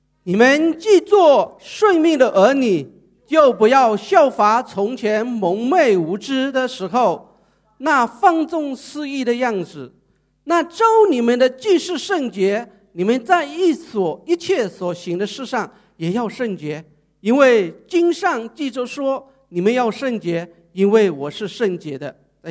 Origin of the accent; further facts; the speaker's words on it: Thailand; Chinese is a second language; 所以我现在我去哪里我就跟他讲我是泰国来的